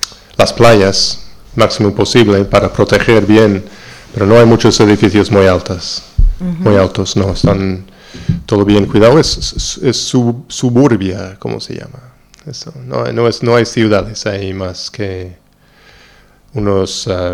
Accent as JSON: {"language": "Spanish", "town": "Long Island", "region": "New York", "country": "United States", "said": "Sí, claro, yo soy de la Isla Larga, Long Island, cerca de Nueva York."}